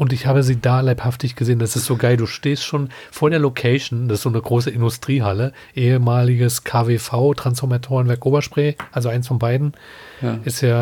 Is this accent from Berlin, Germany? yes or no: yes; Berlin, Germany; Ich bin in Schöneweide groß geworden.